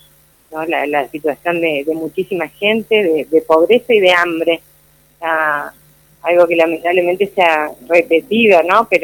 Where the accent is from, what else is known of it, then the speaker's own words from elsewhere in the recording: Entre Ríos, Argentina; yo no viví aquí, soy entrerriana … somos entrerrianos, digamos, y el lugar de donde provengo, donde crecí, a pesar de ser un lugar muy pequeño